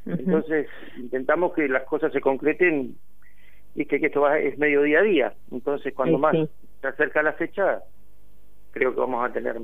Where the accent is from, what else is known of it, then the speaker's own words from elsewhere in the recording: Tandil, Buenos Aires Province, Argentina; nosotros que somos de Tandil sabemos de qué se trata, que es una ciudad con mucho aire libre, con muchos espacios abiertos.